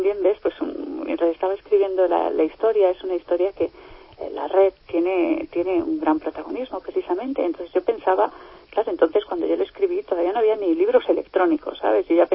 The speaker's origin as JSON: {"language": "Spanish", "town": "Madrid", "region": "Community of Madrid", "country": "Spain", "said": "Yo soy de Madrid, la conozco muy bien desde pequeñita"}